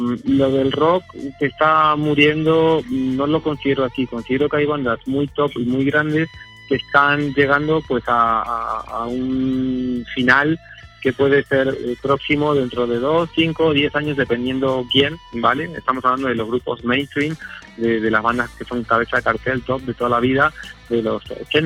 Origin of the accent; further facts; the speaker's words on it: Argentina; born there; Yo nací en Argentina, entonces pues conozco mucho Sudamérica, el metal en Sudamérica